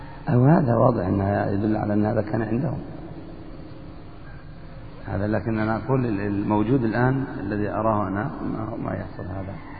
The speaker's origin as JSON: {"language": "Arabic", "country": "Egypt", "said": "أنا كنت أسمع العامة في مصر يذكرون هذا المعنى"}